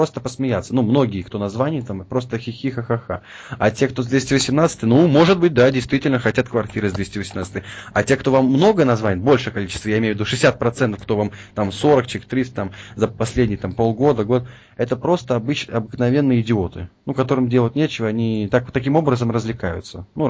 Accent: Latvia; Я сам из Латвии, страна Латвия.

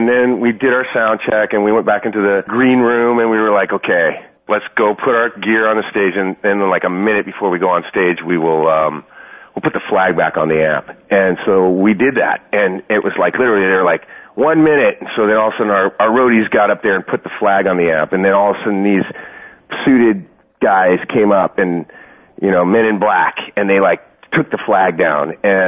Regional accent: Irvine, California, United States; I grew up in Irvine, and I played on a football team there.

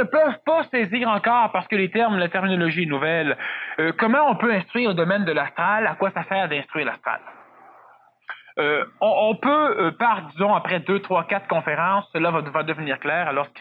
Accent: Quebec, Canada; ce n'est pas parce que je suis Québécois que je le dis.

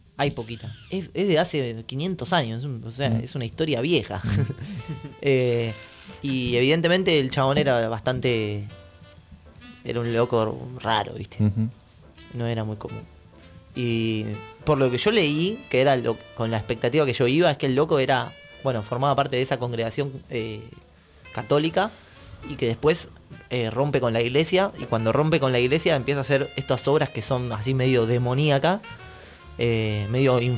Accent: Argentina; No, yo no soy cubano, soy argentino. Nunca he conocido Cuba y no me gusta como cubano.

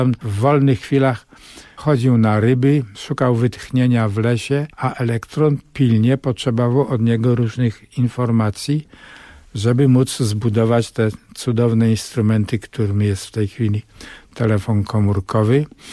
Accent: Bogucice, Lesser Poland, Poland; moje dzieciństwo w tym krajobrazie, Bogucice, to jest Podkarpacie, przecudny pejzaż pagórkowaty pod Wieliczką

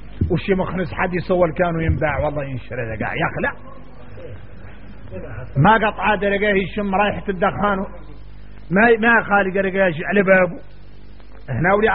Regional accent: Mauritania; عندنا احنا موريتاني

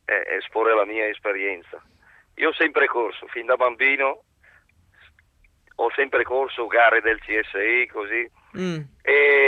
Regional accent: Lodi, Lombardy, Italy; Io telefono, sono di Lodi, però telefono dall'autostrada

